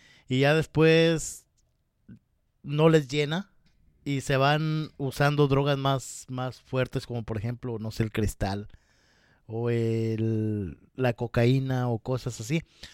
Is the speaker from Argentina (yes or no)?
no; Mexico; Ahorita que hablas del resistol, en México le decimos resistol 5000. Y yo recuerdo que cuando salíamos de la secundaria, como a la edad de unos 13, 14 años